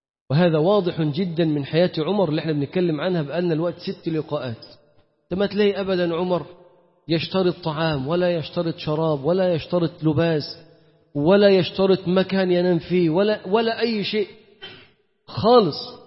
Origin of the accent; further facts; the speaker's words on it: Egypt; التركيبة بتاعتنا احنا كمصريين، تركيبتنا احنا كمصريين غير قابلة